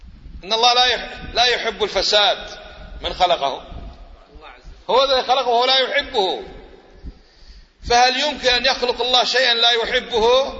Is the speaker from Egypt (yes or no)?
no; Kuwait; أليس هذا حقيقة ولا بس عندنا في الكويت؟